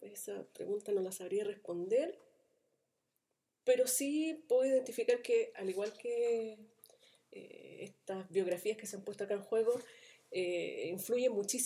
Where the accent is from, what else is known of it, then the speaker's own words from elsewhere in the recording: Independencia, Santiago Metropolitan Region, Chile; yo me crié en la Juan Antonio Ríos, número 2, Independencia, antes eso era Renca.